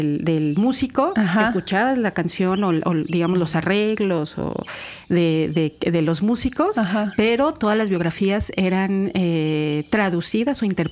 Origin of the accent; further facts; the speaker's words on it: Mexico City, Mexico; now in Veracruz, Mexico; yo soy de la Ciudad de México, y cuando llegué a Veracruz